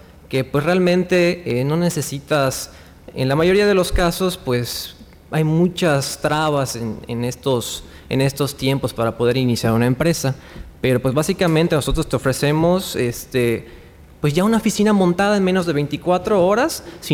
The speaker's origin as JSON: {"language": "Spanish", "region": "Yucatán", "country": "Mexico", "said": "Pues Mérida, te soy sincero, yo soy yucateco, es una ciudad bellísima"}